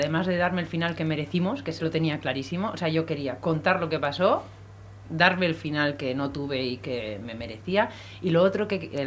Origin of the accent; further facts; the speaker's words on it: Bilbao, Basque Country, Spain; Soy de Bilbao. De Iturribide.